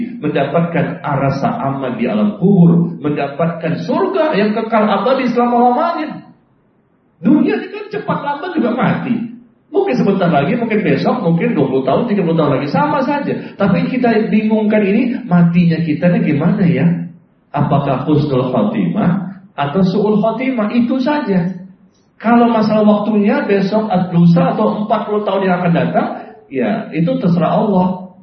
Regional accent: Depok, West Java, Indonesia; Pernah ada di Depok. Saya orang Depok ya.

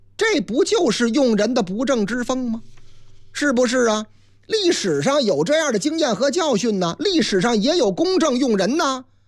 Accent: Sichuan, China; 当然了，当然喽，四川是我的老家。

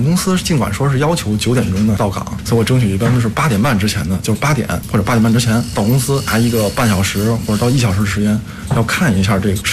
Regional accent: China; 我们这种中国心肯定都是不变的，我们都是中国人

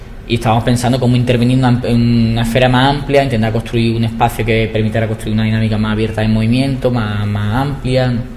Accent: Málaga, Andalusia, Spain; Yo soy de Málaga

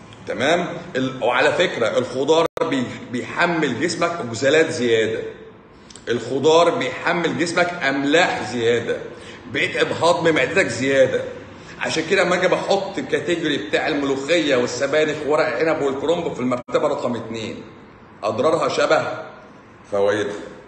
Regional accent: Egypt; من عندنا في مصر

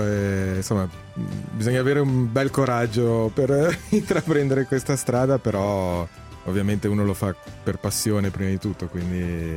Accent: Genoa, Liguria, Italy; perché io vengo da Genova, c'è una grande tradizione di teatro dialettale.

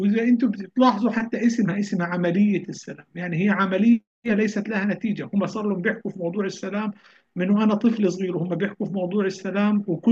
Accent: Palestine; يعني انا فلسطيني

